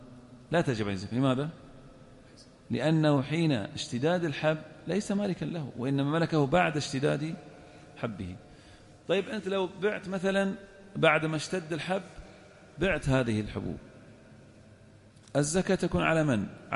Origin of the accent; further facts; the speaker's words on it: Al-Ahsa, Eastern Province, Saudi Arabia; نفترض لقاط يمشي بين النخيل مثلا عندنا في الأحساء